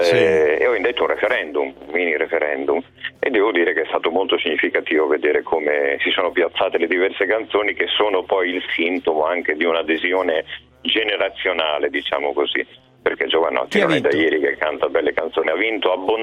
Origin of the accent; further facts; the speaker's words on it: Emilia-Romagna, Italy; Io sono romagnolo, attenzione.